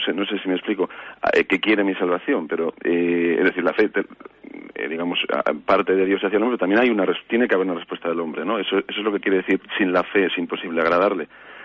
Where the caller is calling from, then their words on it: Vitoria, Basque Country, Spain; de Vitoria.